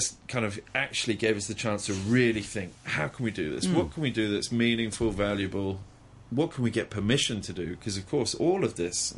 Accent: United Kingdom; being British myself

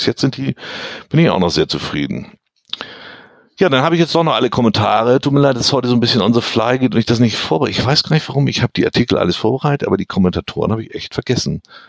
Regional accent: East Germany, Germany; ich bin im Osten aufgewachsen

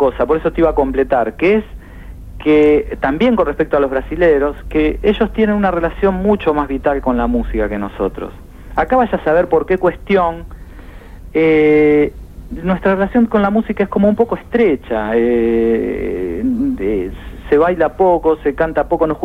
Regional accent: Pergamino, Buenos Aires Province, Argentina; yo soy de Pergamino, así que ahí canté muchísima música folclórica.

